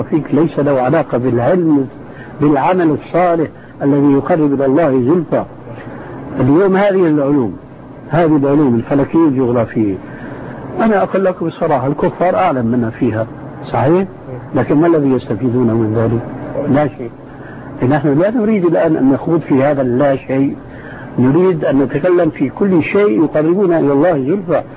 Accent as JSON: {"language": "Arabic", "country": "Syria", "said": "نص الكلام يقولون عندنا في الشام ما علي جواب"}